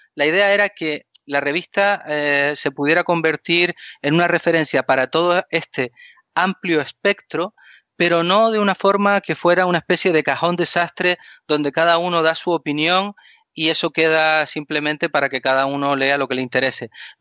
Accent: Canary Islands, Spain; Canarias no está en ese recuadrito que ponen cuando dan el tiempo en televisión, sino que nosotros somos unas islas africanas.

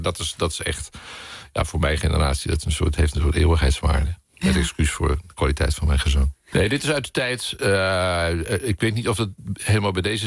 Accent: Joure, Friesland, Netherlands; mijn geboortedorp, ook Joude, waar ik opgegroeid ben.

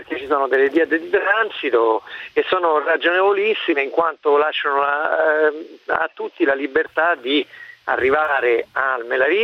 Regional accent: Rome, Lazio, Italy; sono di Roma, sono un melariano.

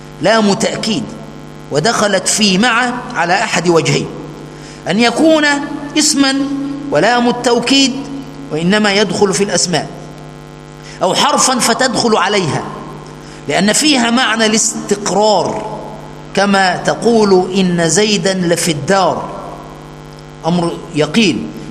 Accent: Egypt; عندنا في مصر يقول دول عالم مصلحجية

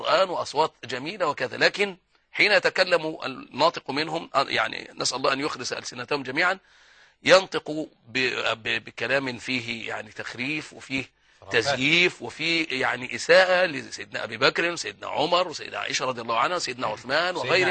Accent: Egypt; الناس عندها فطرة ومحبين عندنا في مصر يعني

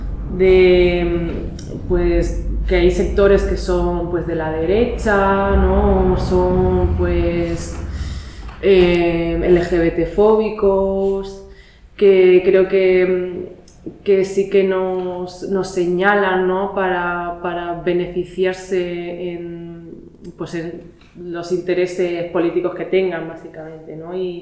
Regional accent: Alicante, Valencian Community, Spain; now in Granada, Spain; yo no soy de Granada, o sea, yo soy de Alicante.

